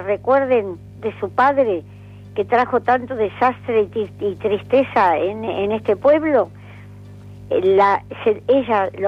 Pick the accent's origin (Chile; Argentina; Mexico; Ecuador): Argentina; Me sentí como argentina.